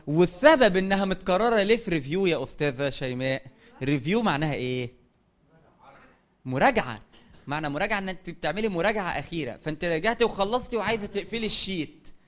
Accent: Sohag, Sohag Governorate, Egypt; انت يعني بتروح وتيجي مشوار بعيد انا من سوهاج

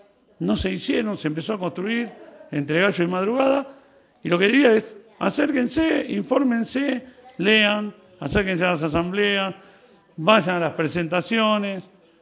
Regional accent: Valle Hermoso, Córdoba, Argentina; Yo soy de Valle

